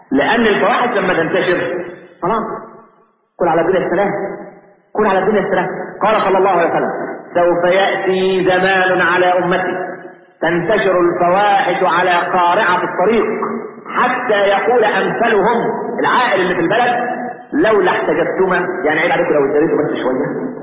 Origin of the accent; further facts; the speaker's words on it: Egypt; والعلمانيين اللي عندنا في مصر